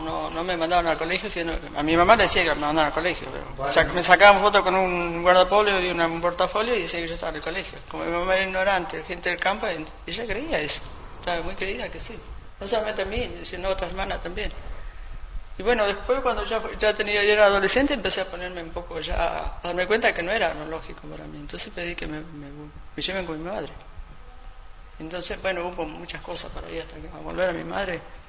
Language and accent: Spanish; Buenos Aires, Argentina; yo me crié en Buenos Aires con una familia, en primera junta, y hasta los 15, 16 años, volví con mi mamá de vuelta.